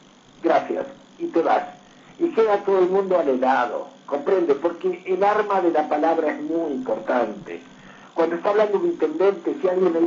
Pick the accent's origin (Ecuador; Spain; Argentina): Argentina; Yo creo que a esta altura tenemos que decir, somos argentinos, todos somos iguales.